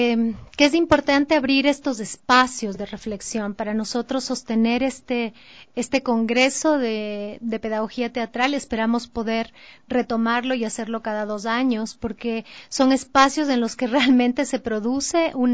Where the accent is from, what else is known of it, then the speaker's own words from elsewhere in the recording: Ecuador; esa diversidad cultural de la que somos parte como ecuatorianos